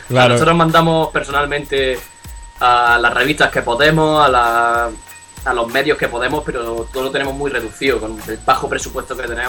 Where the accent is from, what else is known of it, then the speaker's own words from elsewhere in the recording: Almería, Andalusia, Spain; now in Madrid, Spain; De abajo de España, perro. Yo soy de Almería, aunque ahora mismo estoy afincado en Madrid.